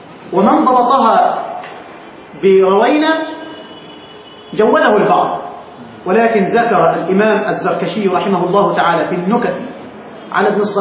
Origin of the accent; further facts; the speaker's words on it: Egypt; احنا نستعملها كده واحنا مصريين